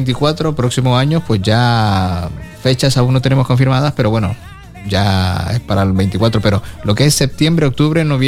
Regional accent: Ecuador; aunque soy de Ecuador

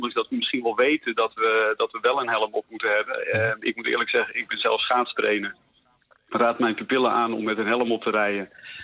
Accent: Netherlands; Zo van ja, dat doen wij niet als Hollanders.

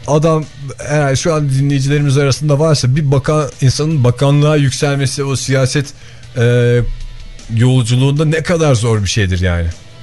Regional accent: Izmir, İzmir, Turkey; Yani bir İzmirli olarak bunu açık yüreklilikle söyleyebilirim.

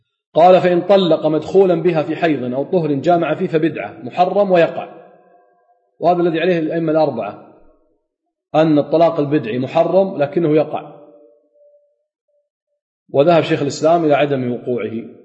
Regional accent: Kuwait; عندنا بالكويت يقول لها تجيك ورقتك

